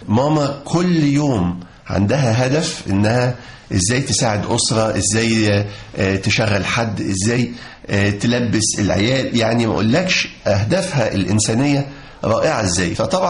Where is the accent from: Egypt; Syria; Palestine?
Egypt; Upper Egypt; كلنا تربينا في الصعيد، فإحنا طالعين صعيدة أبا عن جد. جدي كان نقيب محامين المنيا، اللي هو جدي والد أبويا، ووالد والدتي كان من أعيان المنيا.